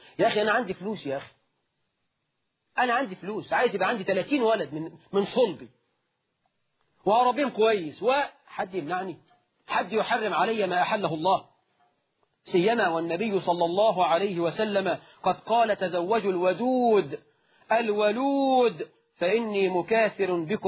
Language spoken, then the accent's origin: Arabic; Egypt; إحنا في الريف عندنا في مصر وفي الصعيد